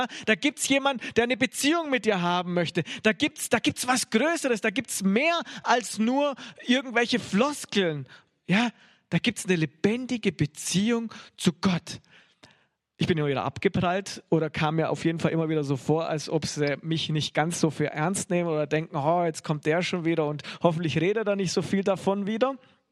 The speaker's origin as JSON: {"language": "German", "region": "Bavaria", "country": "Germany", "tie": "born there", "said": "ich bin ja in Bayern geboren, komme so richtig aus dem Katholischen"}